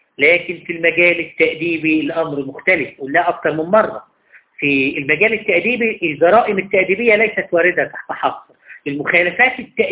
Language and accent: Arabic; Egypt; بمعنى إن المفروض عندنا في مصر هنا